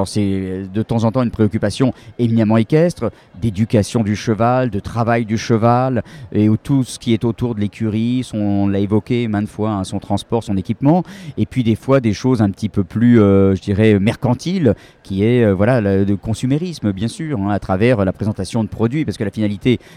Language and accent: French; Paris, Île-de-France, France; puisque je suis parisien